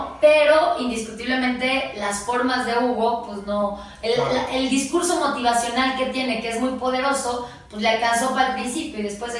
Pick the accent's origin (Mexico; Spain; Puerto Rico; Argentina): Mexico; Santiago de Querétaro, Querétaro; now in Mexico City, Mexico; soy de Querétaro, tuve que venir a México porque soy queretana.